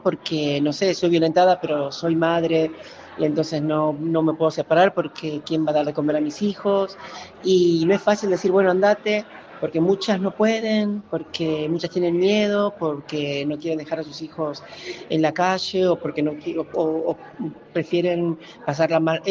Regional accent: Salta, Argentina; soy una travesti salteña, artista, soy bailarina, actriz, cocinera, también escribo un poco, y activista por los derechos de las personas trans.

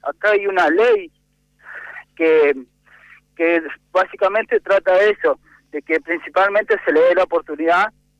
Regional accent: Neuquén, Argentina; a nosotros los neuquinos nos echó todo.

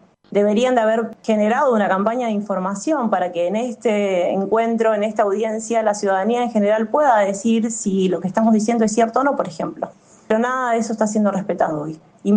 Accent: Tolhuin, Tierra del Fuego, Argentina; Yo vengo de Tolhuin, el corazón de la isla grande de Tierra del Fuego

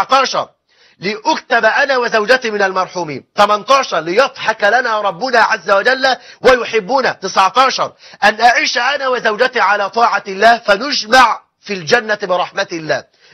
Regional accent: Egypt; وان يجعل بلدنا مصر امنا امانا

